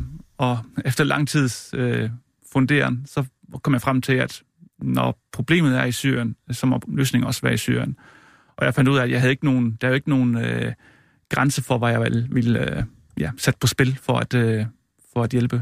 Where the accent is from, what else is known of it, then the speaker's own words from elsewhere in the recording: Region of Southern Denmark, Denmark; Jeg er levbosejsansker fra Sønderjylland.